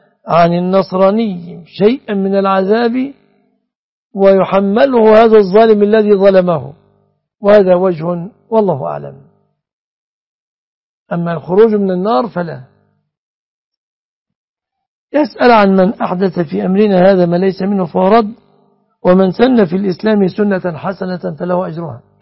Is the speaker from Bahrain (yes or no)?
no; Egypt; بلادنا مصر